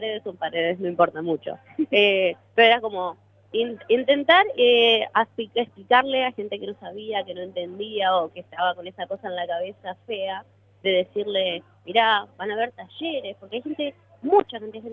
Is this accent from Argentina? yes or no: yes; Trelew, Chubut, Argentina; Ver Trelew, mi pueblo donde nací, me crié y estoy acá